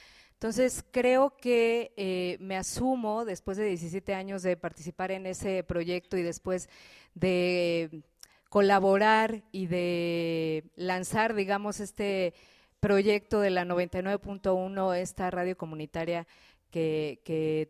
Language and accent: Spanish; Mexico City, Mexico; now in Chiapas, Mexico; tengo 17 años viviendo aquí, soy originaria del Distrito Federal